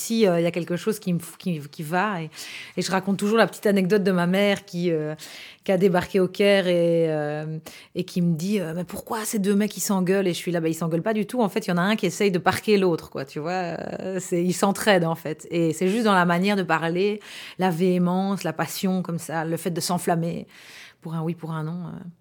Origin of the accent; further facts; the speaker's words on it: Gilly, Wallonia, Belgium; Mais moi, j'ai grandi à Gilly. Donc, c'est dans la banlieue de Charleroi et dans un environnement très, très mélangé, en fait, et avec pas mal d'arabophones.